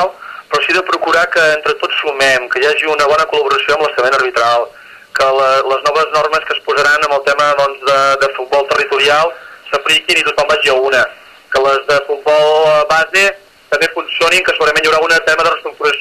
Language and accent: Catalan; Arbúcies, Catalonia, Spain; perquè soc d'Arbúcies